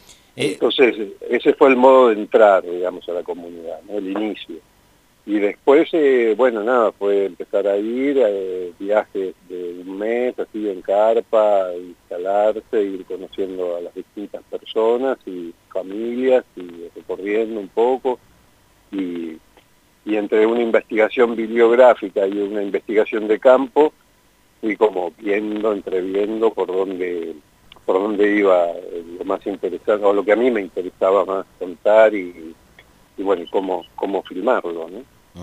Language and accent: Spanish; Villa Gesell, Buenos Aires Province, Argentina; yo vivo en Villa Gesell, soy de Gesell